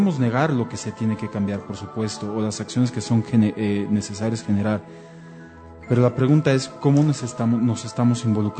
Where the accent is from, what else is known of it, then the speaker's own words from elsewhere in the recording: Mexico; Y somos los mexicanos los que podemos generar esa diferencia.